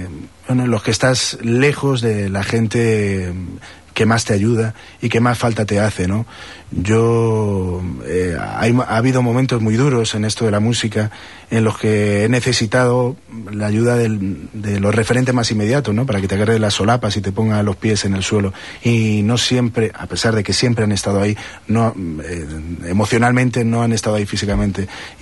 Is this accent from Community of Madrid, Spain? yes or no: yes; Madrid, Community of Madrid, Spain; Esta es un retazo del metro de Madrid, de la ciudad de donde soy, ¿no?